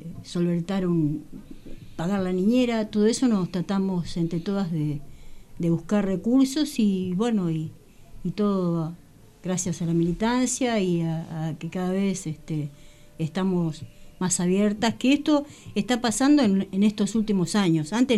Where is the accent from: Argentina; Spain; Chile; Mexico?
Argentina; La Plata, Buenos Aires Province; soy de La Plata